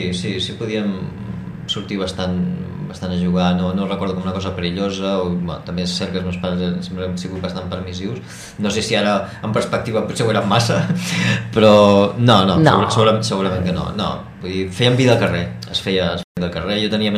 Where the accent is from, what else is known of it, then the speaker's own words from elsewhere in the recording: Barcelona, Catalonia, Spain; fins als 4 anys, encara no tens massa consciència de res i m'he criat a Barcelona, no? He estat a Barcelona 35 anys de la meva vida, aproximadament.